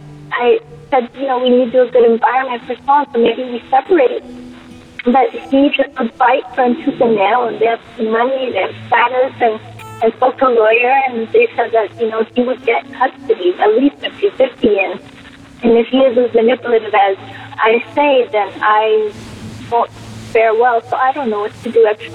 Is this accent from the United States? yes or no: no; Jamaica; and I'm actually from Jamaica.